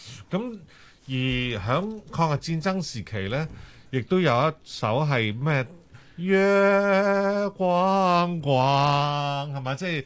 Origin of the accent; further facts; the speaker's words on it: Hong Kong; 我哋香港人吓由细听到大嘅